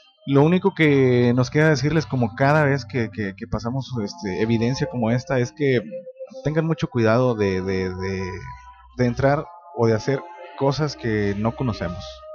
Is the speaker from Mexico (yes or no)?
yes; Guadalupe, Mexico; Bueno, yo soy de Guadalupe, pero vivimos en Nuevo León.